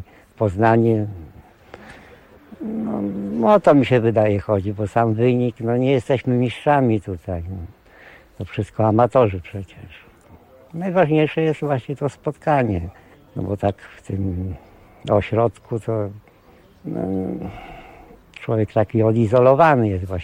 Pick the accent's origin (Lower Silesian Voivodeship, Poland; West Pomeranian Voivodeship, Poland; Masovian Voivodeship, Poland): West Pomeranian Voivodeship, Poland; Świnoujście; Jestem ze Świnoujścia. Od 2007 właściwie już jestem na takiej jakby banicji.